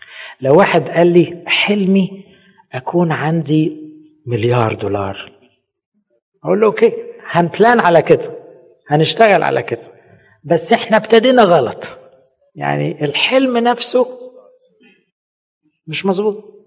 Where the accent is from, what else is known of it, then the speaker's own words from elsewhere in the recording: Egypt; واحنا مصريين برضو